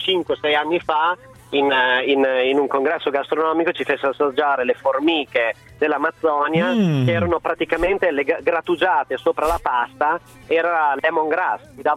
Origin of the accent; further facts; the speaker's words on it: Emilia-Romagna, Italy; io sono un emiliano, si utilizza tutto del maiale